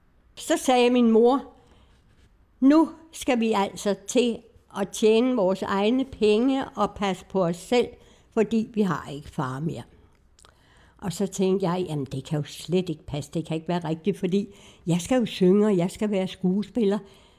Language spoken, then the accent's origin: Danish; Copenhagen, Capital Region of Denmark, Denmark; born there; Ja, jeg er født på Islands Brygge, i noget, der hedder Grundlyksgade nummer 7